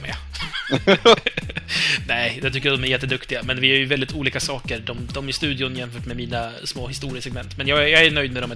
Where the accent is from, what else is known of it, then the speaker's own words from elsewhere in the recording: Malmö, Skåne, Sweden; Vi är ju allihopa Malmöbor då